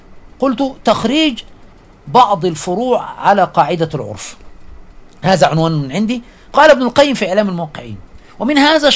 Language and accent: Arabic; Egypt; فيما يحدث عندنا في مصر حفظها الله ورعاها